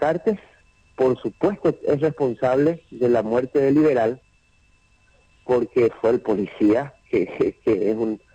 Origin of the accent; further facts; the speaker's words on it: Paraguay; el proyecto de país que queremos como paraguayos